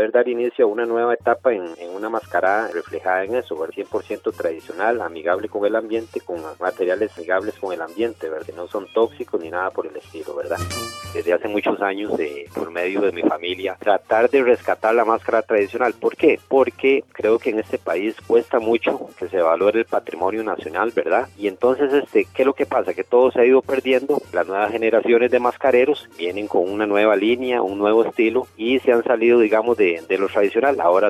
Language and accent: Spanish; Aserrí, San José, Costa Rica; para seguir una de las tradiciones que llegaban en aquellos tiempos a mi pueblo Aserrí